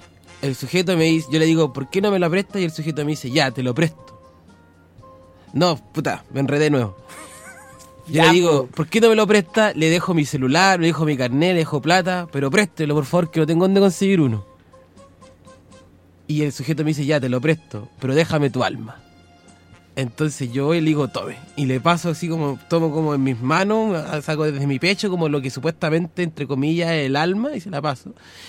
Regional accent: Talca, Maule, Chile; Yo también soy de Talca.

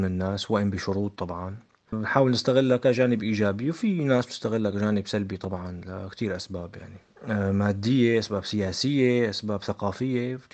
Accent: Syria; وسيلة تانية مهمة كتير بالنسبة لنا نحن كسوريين بالذات

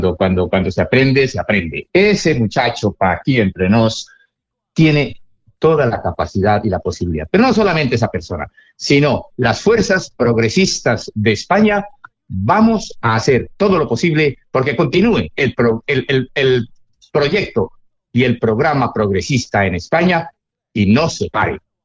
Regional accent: Cali, Valle del Cauca, Colombia; como yo soy caleño, en Colombia

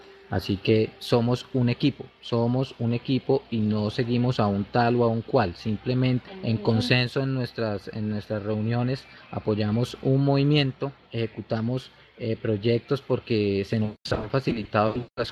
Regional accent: Colombia; yo soy de Colombia, yo estoy acá

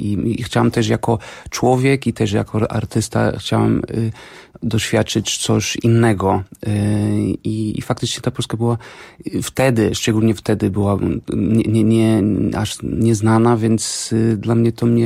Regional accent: Porto, Norte, Portugal; Polish is a second language; now in Warsaw, Poland; jestem z Porto w Portugalii i mieszkam w Warszawie.

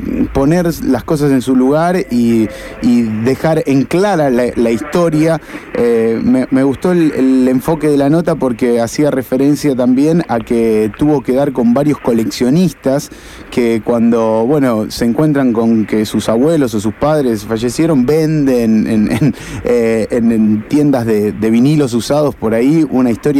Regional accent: Argentina; no nos llevamos bien con los archivos como argentinos

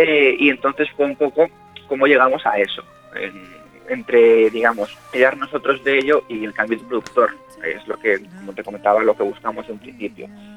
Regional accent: Galicia, Spain; son de un pueblo muy cerca de mi pueblo. Y bueno, lo que te comentaba en cuanto a la calidad de Galicia, pues si te soy sincero, supongo que estamos tan lejos que no podremos hacer más que unirnos entre nosotros

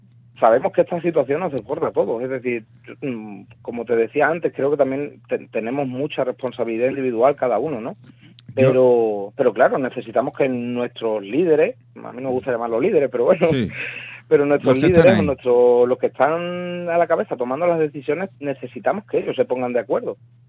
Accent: Fuenlabrada, Community of Madrid, Spain; yo soy de Fuenlabrada, me han confinado

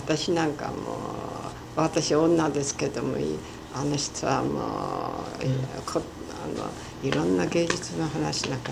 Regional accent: Hokkaido, Japan; born there; まあ私が北海道で生まれたぐらいのことは考えませんけど

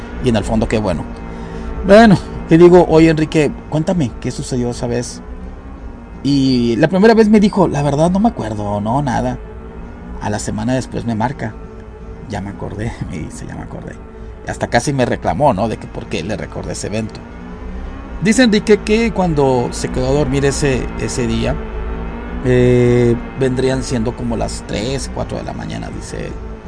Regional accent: Nuevo Laredo, Tamaulipas, Mexico; el río Bravo, que separa mi ciudad natal, que es Laredo, Texas, con la ciudad donde yo crecí, Nuevo Laredo, Tamaulipas, México.

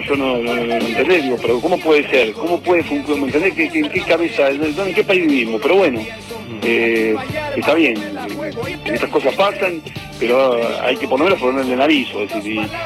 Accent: Argentina; el Estado Nacional, que somos todos los argentinos

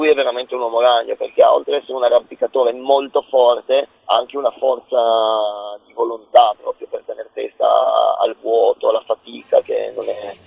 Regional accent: Turin, Piedmont, Italy; Sicuramente da torinese

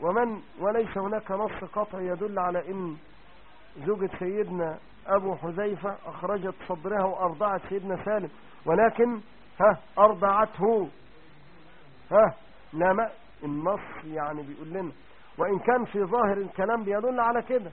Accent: Egypt; المجزر اللي كان في السيدة زينب زمان عندنا في مصر

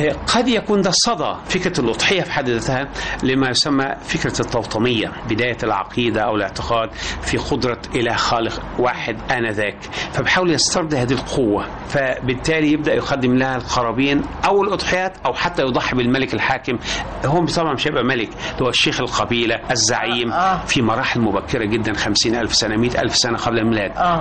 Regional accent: Egypt; قيمة المصري اللي احنا بنفتخر بيه ان احنا مواطنين مصريين.

